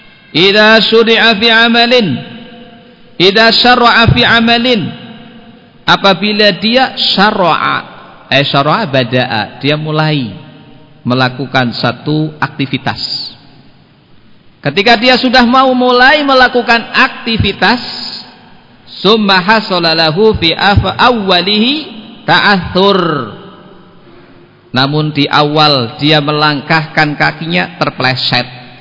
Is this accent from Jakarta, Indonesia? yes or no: no; Banyumas, Central Java, Indonesia; Kalau kita orang Banyumas, kalau hari Sabtu itu pantangan untuk melakukan apa?